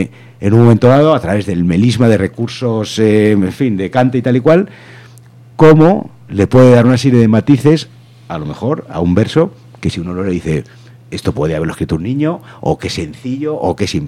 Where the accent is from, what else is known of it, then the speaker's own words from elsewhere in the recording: Madrid, Community of Madrid, Spain; el país en el que vivo y conocer una realidad que yo, como burgués castellano y de Madrid, no conocería de otra manera.